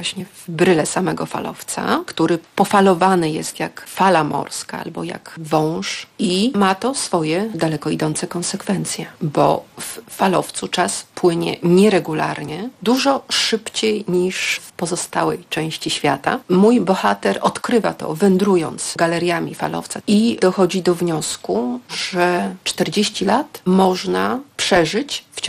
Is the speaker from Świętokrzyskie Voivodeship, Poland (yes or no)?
no; Gdańsk, Pomeranian Voivodeship, Poland; ja dorastałam na Gdańskim Przymorzu i ta historia, którą opowiadam, to jest historia widziana z perspektywy falowca, dosłownie widziana z 10. piętra